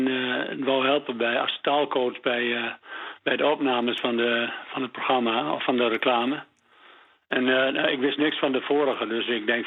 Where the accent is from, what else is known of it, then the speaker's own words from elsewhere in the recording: Drenthe, Netherlands; accent: Midden-Drents; Dat is Midden-Drents